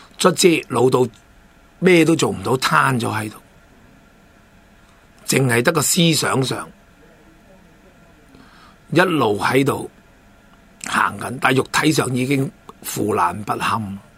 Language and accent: Cantonese; Hong Kong; 我哋香港人嘅医疗制度系世界公认咁